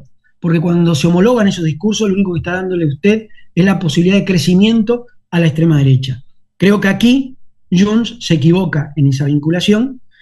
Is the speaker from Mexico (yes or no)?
no; Uruguay; now in Spain; Yo soy muy uruguayo y me siento muy uruguayo. Y parlo catalán y no tengo cap problema en hablar catalán.